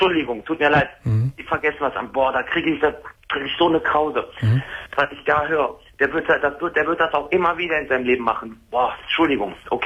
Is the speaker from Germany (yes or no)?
yes; Wuppertal, North Rhine-Westphalia, Germany; Ich komme aus Wuppertal.